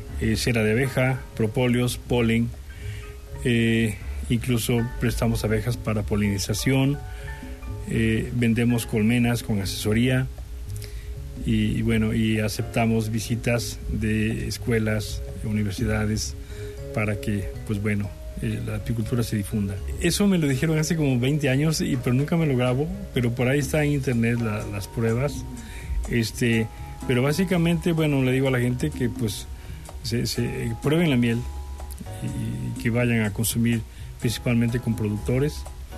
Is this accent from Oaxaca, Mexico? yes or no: no; Coatepec, Veracruz, Mexico; Soy de Coatepec, de aquí del estado de Veracruz.